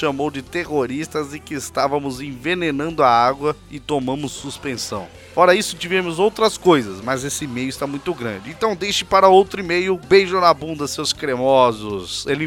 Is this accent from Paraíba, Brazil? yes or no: no; São Paulo, Brazil; tenho 34 anos, sou da cidade de São Paulo